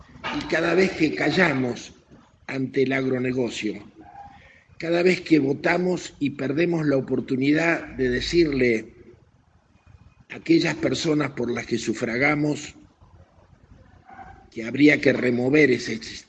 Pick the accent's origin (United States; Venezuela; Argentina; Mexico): Argentina; Y a mí me dio mucha vergüenza, como ciudadano argentino